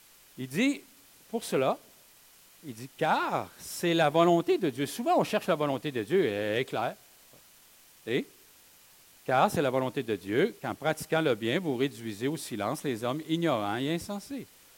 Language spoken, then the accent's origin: French; Quebec, Canada; Est-ce que c'est facile pour nous, en tant que Québécois, d'être soumis au gouvernement?